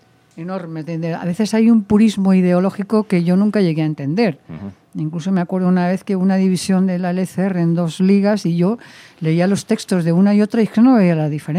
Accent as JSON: {"language": "Spanish", "town": "Valencia", "region": "Valencian Community", "country": "Spain", "tie": "born there", "said": "nací en Valencia porque mi padre estaba destinado como catedrático allí"}